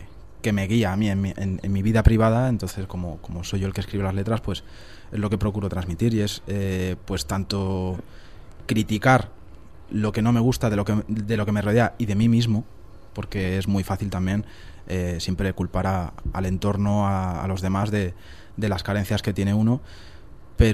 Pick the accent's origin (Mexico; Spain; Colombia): Spain; ¿Por qué siendo españoles habláis o cantáis en inglés, ¿no?